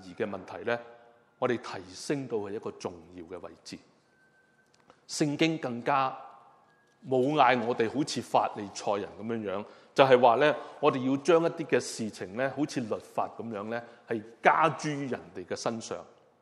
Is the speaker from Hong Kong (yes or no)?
yes; Hong Kong; 就像我们香港人，以前呢我们都知道很多人就是可能买鸡啊，买烧肉回来呢